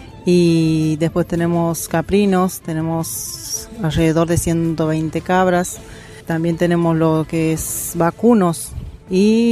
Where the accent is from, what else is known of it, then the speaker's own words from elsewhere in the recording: Pozo del Medio, Santiago del Estero, Argentina; soy de Paraje Pozo del Medio, cerca de aquí de Añatuya, como te decía, a 8 kilómetros.